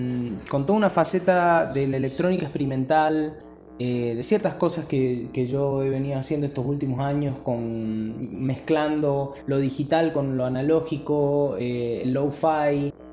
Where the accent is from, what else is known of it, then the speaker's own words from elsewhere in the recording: La Rioja, Argentina; also born or lived in Mendoza; now in San Luis, Argentina; Nací en La Rioja en el año 1989, tengo ya casi 32 años. Viví en La Rioja, bueno, toda mi infancia y mi adolescencia